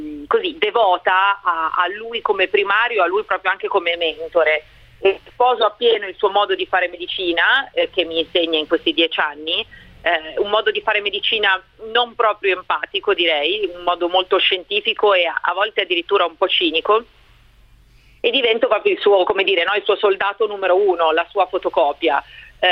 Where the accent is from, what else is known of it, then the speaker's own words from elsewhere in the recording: Milan, Lombardy, Italy; io sono rimasta a casa a Roma, anche se io sono di Milano